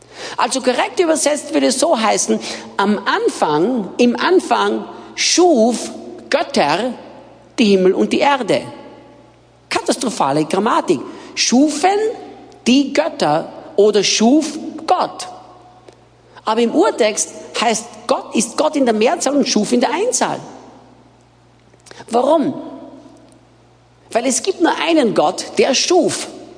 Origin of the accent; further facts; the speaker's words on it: Austria; now in Brazil; für die, die mich nicht kennen. Ich bin Österreicher, bin in Österreich geboren und aufgewachsen